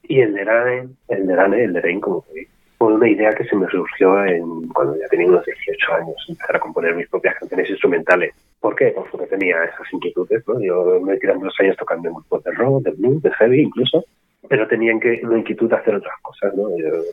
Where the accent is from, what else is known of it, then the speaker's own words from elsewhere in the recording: Madrid, Community of Madrid, Spain; Soy un músico de Madrid, músico aficionado, ahora mismo no soy profesional.